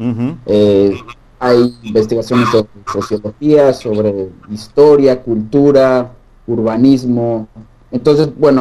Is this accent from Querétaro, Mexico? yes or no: yes; Querétaro, Mexico; now in Chongqing, China; soy de Querétaro, una provincia muy cerca de la Ciudad de México. Actualmente me encuentro en una ciudad que se llama Chongqing. Está a unas, digamos, unas 5 horas en camión del Tíbet. Está en el occidente de China